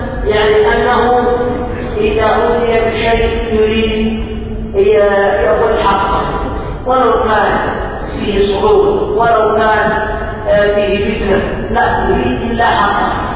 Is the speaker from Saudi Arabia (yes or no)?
no; Yemen; عندنا في اليمن الى رحمه الله تعود الناس المشاكل